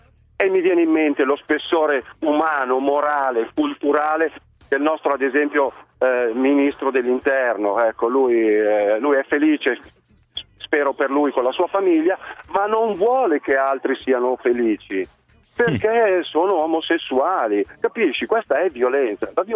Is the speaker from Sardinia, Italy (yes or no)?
no; Milan, Lombardy, Italy; mi fa schifo il risotto con lo zafferano, che sono milanese.